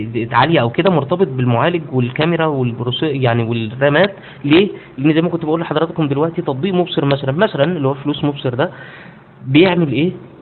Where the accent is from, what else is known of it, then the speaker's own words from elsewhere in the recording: Egypt; وعملت مشكله مع الشركه كبيره قوي انا عندنا في مصر